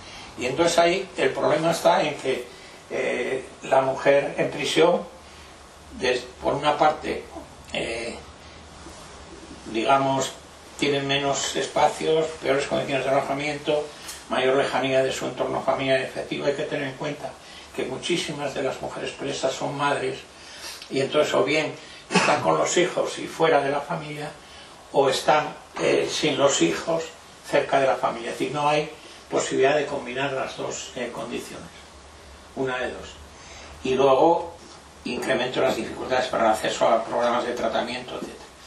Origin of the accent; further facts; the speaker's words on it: Cuéllar, Castile and León, Spain; que es de cerca de mi pueblo, de Cuéllar